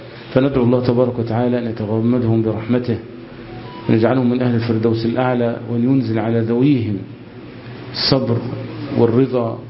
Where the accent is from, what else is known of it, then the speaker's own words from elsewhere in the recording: Egypt; كمصريين، للحفاظ على يعني وحدتنا ولحمتنا وعلى قوتنا.